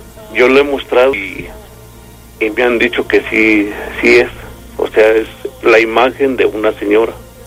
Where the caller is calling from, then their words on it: Mexico City, Mexico; Acá de Insurgentes.